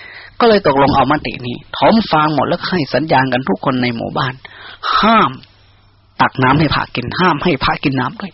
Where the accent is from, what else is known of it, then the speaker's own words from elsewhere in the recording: Isan, Thailand; born there; พวกเราชาตินี้ได้มาเกิดในภาคอีสานที่มันอดอยากขาดแคลน